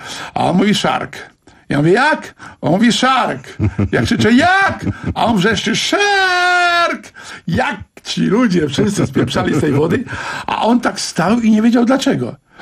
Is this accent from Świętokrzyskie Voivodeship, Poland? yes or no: no; Brzeg Dolny, Lower Silesian Voivodeship, Poland; w Brzegu Dolnym, skąd pochodzę